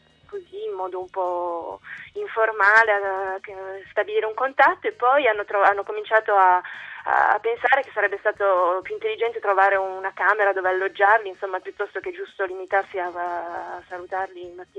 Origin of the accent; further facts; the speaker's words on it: Turin, Piedmont, Italy; moved away as an adult; now in France; In Francia ci lavoro, ci vivo ormai da 6 anni. Io ho sempre vissuto, sono di Torino, ho sempre vissuto in Italia, poi ho fatto una parte dei miei studi in Francia tramite uno scambio Erasmus e ci sono rimasta.